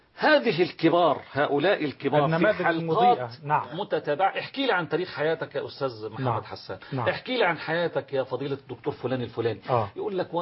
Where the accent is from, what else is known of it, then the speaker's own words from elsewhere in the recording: Monufia Governorate, Egypt; أنت فلاح زي بس أنا من المنوفية وانت منين؟